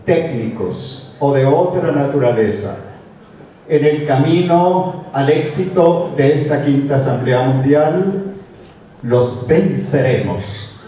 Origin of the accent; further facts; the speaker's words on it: Magdalena, Colombia; mi pueblo indígena Uiwa, habitante de la Sierra Nevada de Santa Marta, en Colombia